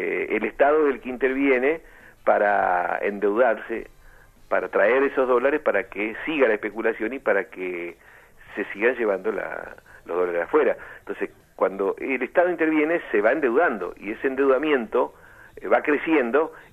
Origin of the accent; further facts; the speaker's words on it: Argentina; no somos los argentinos los que tomamos las decisiones